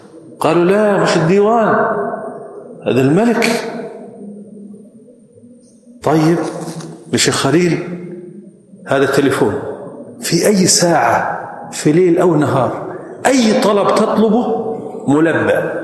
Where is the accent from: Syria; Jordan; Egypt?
Jordan; وأنا من الأردن